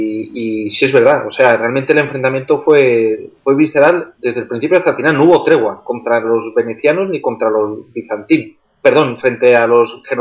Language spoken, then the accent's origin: Spanish; Spain; quiénes somos los españoles